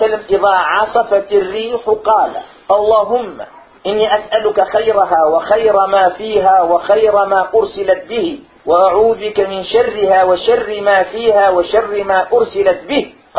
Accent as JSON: {"language": "Arabic", "country": "Morocco", "said": "أنا مغربية"}